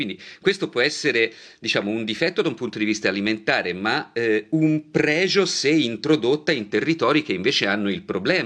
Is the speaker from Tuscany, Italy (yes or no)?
yes; Tuscany, Italy; sono italiano e sono toscano